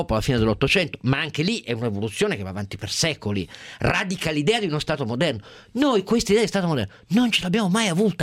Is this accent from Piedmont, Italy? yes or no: yes; Piedmont, Italy; io del Piemonte sono piemontese